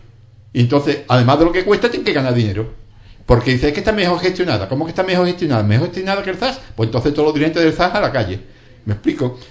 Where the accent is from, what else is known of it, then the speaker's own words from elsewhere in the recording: Spain; Hombre, me importa como español.